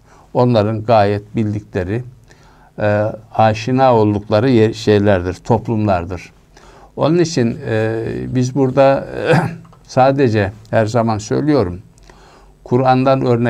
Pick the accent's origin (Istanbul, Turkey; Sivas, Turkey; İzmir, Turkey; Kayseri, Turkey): İzmir, Turkey; Mesela biz İzmirliler olarak da Efes'i ele alalım.